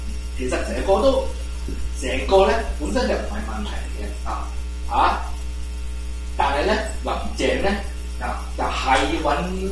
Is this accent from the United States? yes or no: yes; United States; 我係第三者嚟噶嘛，我係美國人啫嘛。